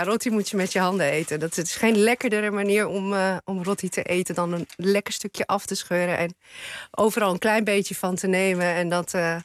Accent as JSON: {"language": "Dutch", "town": "Leeuwarden", "region": "Friesland", "country": "Netherlands", "tie": "born or raised there", "said": "Ja, ik ben geboren en getogen in Leeuwarden."}